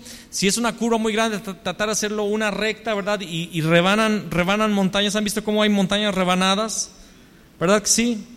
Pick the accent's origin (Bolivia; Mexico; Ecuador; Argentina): Mexico; León, Guanajuato; Pero bueno, yo soy de León. Y siempre que llegué, miren, me di cuenta que cada vez que llegaba a otra ciudad o a otro país, decía, no, es que León es la quinta ciudad